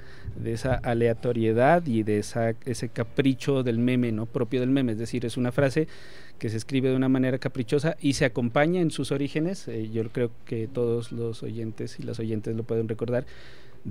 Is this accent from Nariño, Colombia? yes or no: yes; Pasto, Nariño, Colombia; Nos pasa incluso a nosotros, ¿sí? Como pastusos y como nariñenses.